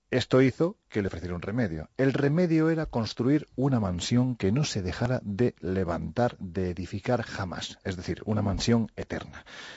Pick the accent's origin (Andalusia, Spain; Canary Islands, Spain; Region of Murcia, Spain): Andalusia, Spain; lo que ya sabes que yo soy andaluz sin gracia